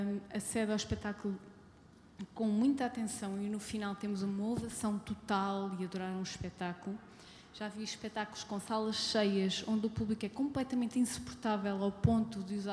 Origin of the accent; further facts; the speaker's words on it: Tomar, Santarém, Portugal; eu venho de Tomar, que é um meio muito pequeno